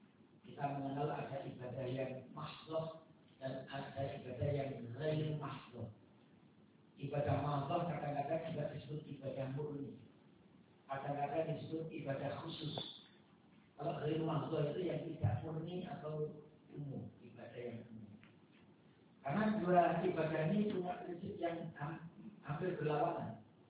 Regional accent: Polokarto, Central Java, Indonesia; meskipun tadi saya disebut dari Karto Solo, tapi sebenarnya saya dari Bimbing, Polokarto, Sukoharjo. Mungkin saya pekerjaannya atau ngajarnya di Yayan Surakarta yang ada di Karto Solo.

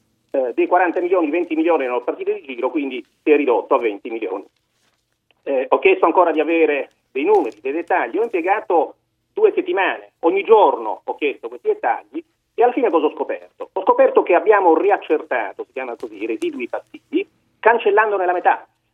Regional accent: Caltagirone, Sicily, Italy; moved away as an adult; now in Milan, Italy; Io ho vissuto a Caltagirone fino a 18 anni, quando finito il liceo mi sono trasferito a Milano, e poi la ragnatela di Milano mi ha trattenuto.

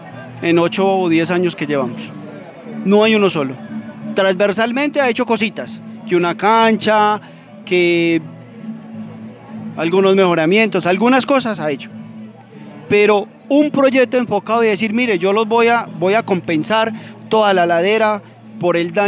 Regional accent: Briceño, Antioquia, Colombia; Hidroituango, la casa de máquinas, la que genera la energía, está en nuestro territorio, no está en Ituango, es de nosotros, es de Briceño.

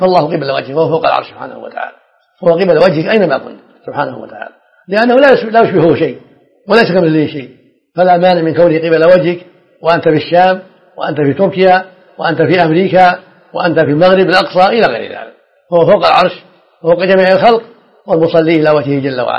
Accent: Riyadh, Riyadh Province, Saudi Arabia; ودرست العلم وأنا صغير في الرياض على مشايخ عدة

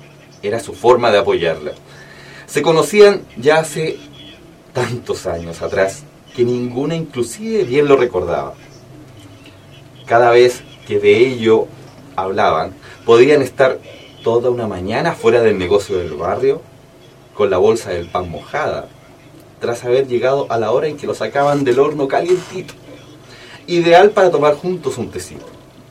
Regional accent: Chillán, Ñuble, Chile; also born or lived in Santiago, Chile; Yo tengo el orgullo de tener ese recuerdo de barrio. Viví cuando pequeño en Chillán, entre los 5 y los 9 años, ¿sabes?

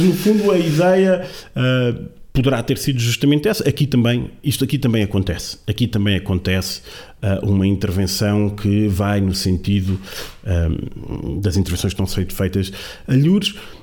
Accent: Lisbon, Portugal; como bom lisboeta

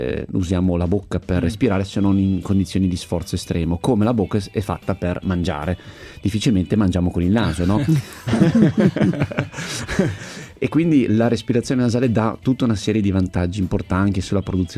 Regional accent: Milan, Lombardy, Italy; born there; also born or lived in Istria; le mie origini istriane, nato a Milano ma passato tanto tempo da bambino in Istria, nella terra dei miei genitori

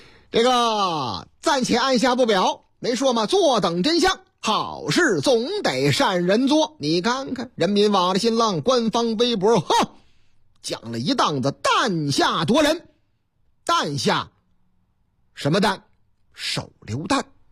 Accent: Northeast China, China; 我是东北人，东北是我老家。

